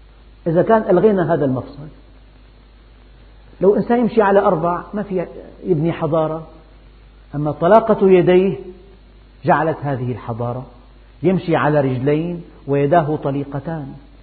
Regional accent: Syria; عندنا في الشام العصر آخر وقت للجنازة

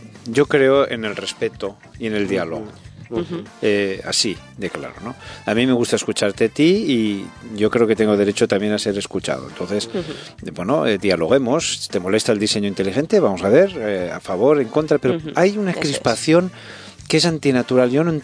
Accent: Spain; Entonces, eso yo creo que, como español, me siento muy avergonzado que España haya reaccionado de esa manera.

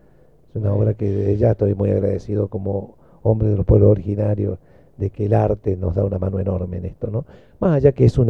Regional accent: Córdoba, Argentina; accent: Cordobés; Bueno, la tonada me designa de dónde soy, ¿no? Cordobés. Yo soy de la familia de los Diaguitas, soy de los pueblos originarios.

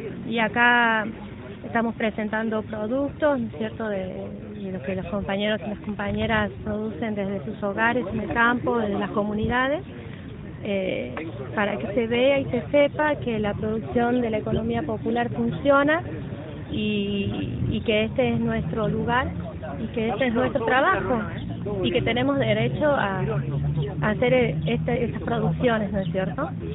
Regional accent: San Luis, Argentina; vengo del lado de Conlara

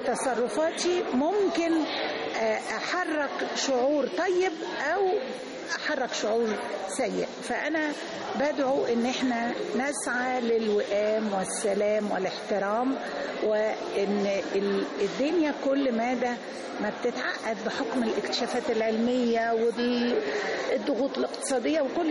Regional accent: Egypt; احنا يا مصريين تعودنا كل حاجة نجيبها بالكتير والمظهر عندنا مهم.

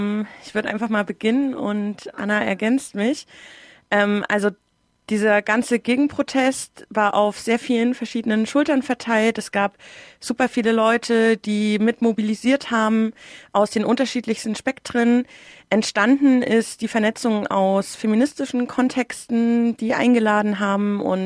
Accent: Berlin, Germany; ich komme aus Ost-Berlin, meine Pronomen sind sie, ihr.

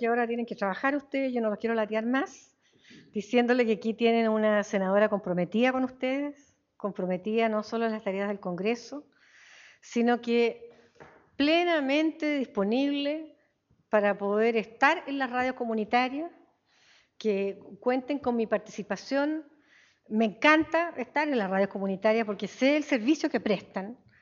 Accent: Puente Alto, Santiago Metropolitan Region, Chile; born there; yo además nací en Puente Alto, así que soy puentealtina, una comuna bien grande.

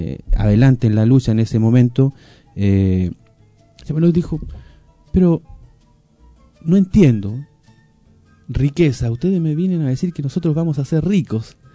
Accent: Bolivia; lo puedo decir no como boliviano, sino como pueblo originario, pueblo mapuche

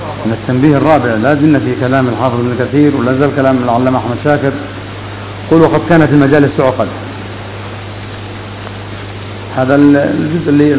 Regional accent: Yemen; أما عندنا في اليمن فنحمد الله عز وجل على هذه النعمة

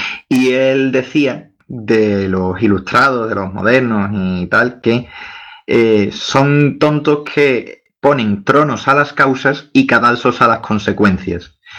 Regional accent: Spain; Yo como español, pues obviamente vengo de un país que está influido por la cultura católica

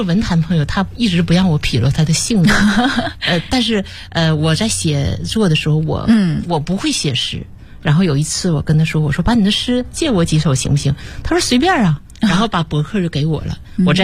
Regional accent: Taonan, Jilin, China; 马老师他也是吉林省洮南人

